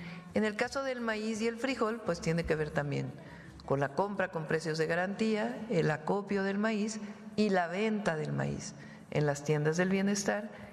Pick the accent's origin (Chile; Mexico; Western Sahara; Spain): Mexico; Como somos los mexicanos.